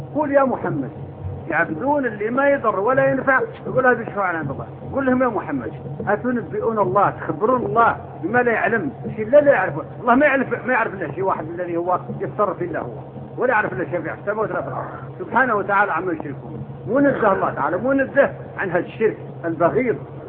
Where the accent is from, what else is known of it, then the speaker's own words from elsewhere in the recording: Morocco; born there; moved away as an adult; تعرفون أنا ولدت في المغرب لكن طول عمري أنا في الشرق، ذهبت وأنا ابن 18 سنة